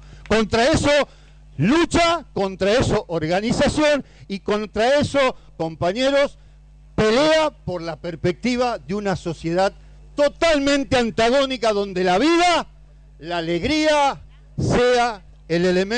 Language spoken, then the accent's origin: Spanish; Santa Fe, Argentina; Yo vengo de una provincia de Santa Fe donde reina el socialismo, compañero.